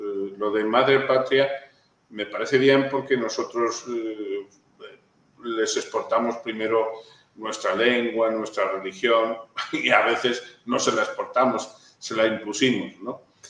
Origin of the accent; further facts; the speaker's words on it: Spain; Yo, como español, me niego a que me lleven al matadero